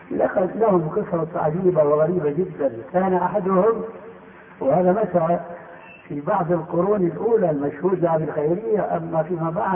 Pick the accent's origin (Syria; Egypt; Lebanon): Syria; بعض العلماء عندنا في سوريا